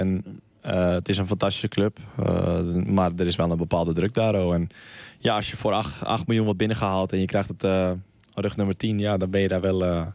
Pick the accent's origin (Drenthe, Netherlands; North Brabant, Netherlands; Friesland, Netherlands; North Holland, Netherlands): Friesland, Netherlands; now in Brussels, Belgium; Want ik kwam uit Friesland. Nou ja, als mensen Friesland zich kunnen voorstellen, het is niet heel groot, niet heel levendig. Het is niet heel druk.